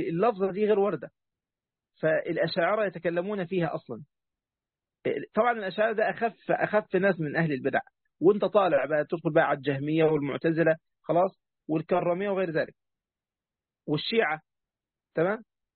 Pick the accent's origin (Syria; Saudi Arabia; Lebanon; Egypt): Egypt; طبعا أنا مصري لكن مصر مش أم الدنيا